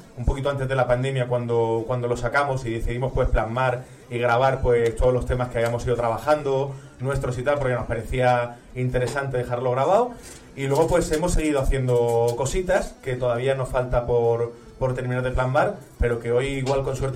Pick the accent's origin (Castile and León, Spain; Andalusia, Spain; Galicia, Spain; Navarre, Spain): Andalusia, Spain; Almería; yo que soy de Almería